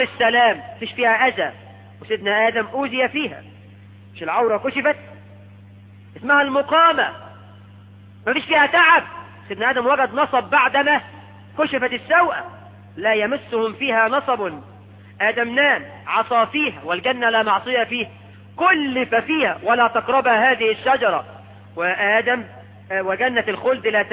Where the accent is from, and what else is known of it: Egypt